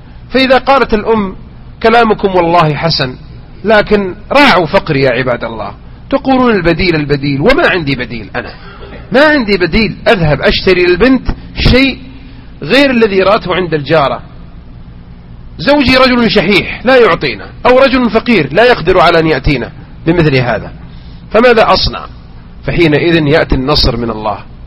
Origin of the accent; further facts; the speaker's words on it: Mecca, Makkah Province, Saudi Arabia; والعادة لا تزال هذه سبحان الله تلك إلى أن أذكرها وأنا صغير في مكة كانوا ينثرون مثل هذا